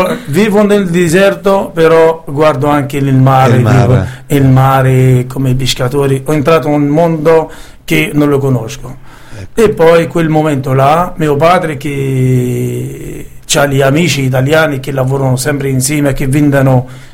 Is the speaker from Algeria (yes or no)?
yes; Biskra, Biskra Province, Algeria; born there; Italian is a second language; Sono nato in piccola villa che si chiama Biskra, uh-huh. E si trova nel portiere di deserto dell'Algeria. Ah. La frontiera tra il nord e il sud dell'Algeria, e è una città che si chiama Biskra